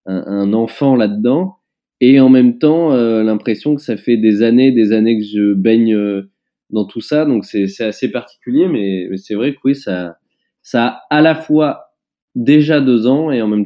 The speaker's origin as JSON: {"language": "French", "town": "Roanne", "region": "Auvergne-Rhône-Alpes", "country": "France", "tie": "born there", "said": "j'étais parti marcher entre ma ville natale, Roanne, et Lyon."}